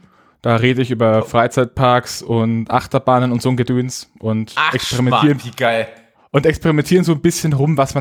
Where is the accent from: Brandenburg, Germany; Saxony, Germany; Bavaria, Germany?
Bavaria, Germany; Ich komme ursprünglich aus Franken.